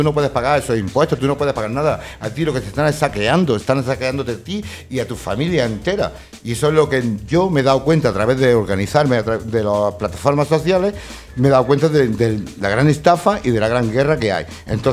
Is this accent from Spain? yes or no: yes; Spain; Porque nosotros somos españoles.